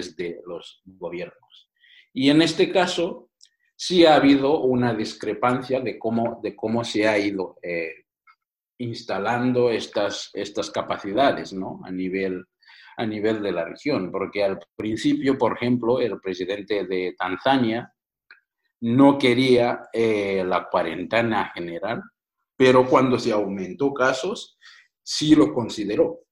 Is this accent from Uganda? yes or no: yes; Uganda; Uganda, mi país natal